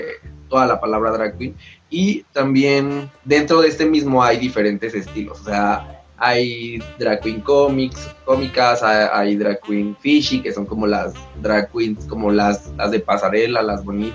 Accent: Oaxaca, Mexico; Yo soy de Oaxaca.

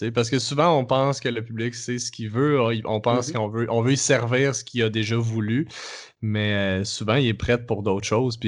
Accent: Quebec, Canada; accent: Québécois; moins en contact avec la culture québécoise. Fait que ce qui fait que quand nous, on arrive avec notre accent, que notre accent, c'est déjà une barrière

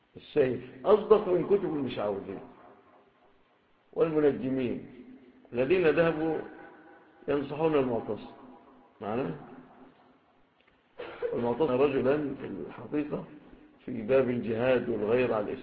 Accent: Egypt; ربما ما تكونش في بلادنا مصر

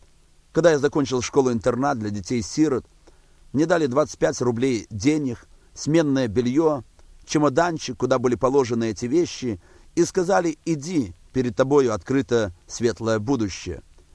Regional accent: Barysaw, Minsk Region, Belarus; born there; Родился я в Белоруссии, в городе Борисове. Родился в простой семье

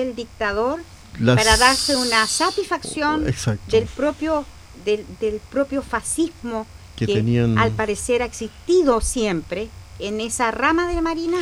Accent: Chile; nosotros como pueblo chileno siempre pensamos

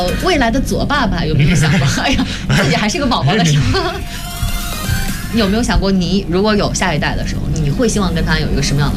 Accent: Shenyang, Liaoning, China; 因为朗朗是我们沈阳人嘛

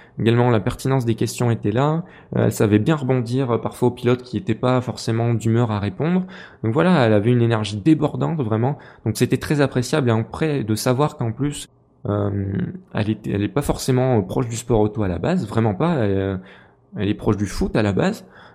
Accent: Clermont-Ferrand, Auvergne-Rhône-Alpes, France; je suis un local. Je suis de Clermont-Ferrand, donc voilà. Superbest, c'est pas très loin. Je suis un local de l'étape.

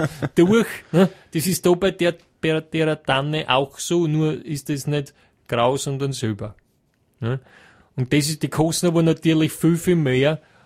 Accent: Hieflau, Styria, Austria; in Hieflau, das werden Sie jetzt nicht kennen, aber in der Steiermark, aus einem kleinen Ort, Hieflau, Gesäuse, wird Ihnen nichts sagen. Ja. Ne? Aber aus der Steiermark, also dort, wo ich herkomme

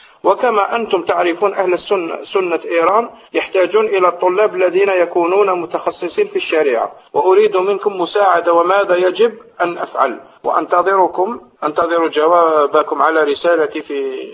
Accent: Constantine, Constantine Province, Algeria; لأن البعض، هذا لو أنا من قسنطينة، البعض في قسنطينة يزعمون

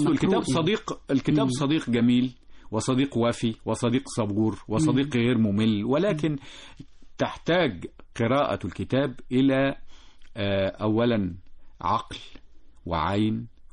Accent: Egypt; إحنا كمصريين قدماء كنا نكتب ونسجل الأحداث والتواريخ

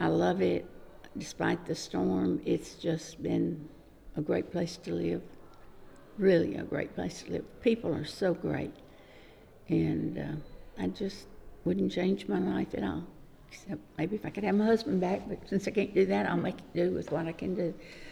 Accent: Dixon, Tennessee, United States; I'm from Dixon, Tennessee, which is about 30, 40 miles west of Nashville. And I was born and raised there and had lived there until I got married to my high school sweetheart.

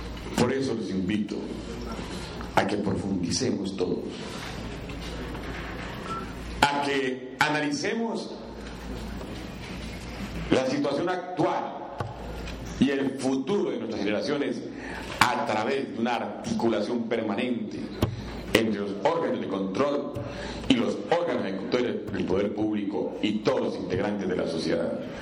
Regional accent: Tolima, Colombia; No podemos seguir siendo los tolimenses entes pasivos de lo que nos define a nivel nacional, de la suerte de nuestro departamento.

